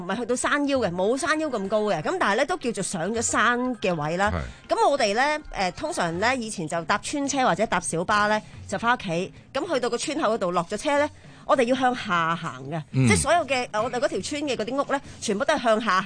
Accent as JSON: {"language": "Cantonese", "country": "Hong Kong", "said": "你會覺得自己作為一個香港人好自豪。"}